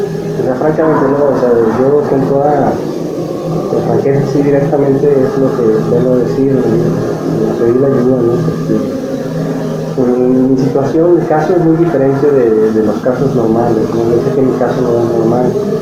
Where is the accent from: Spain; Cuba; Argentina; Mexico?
Mexico; Sinaloa; yo tuve unos problemas en Sinaloa, que es de donde soy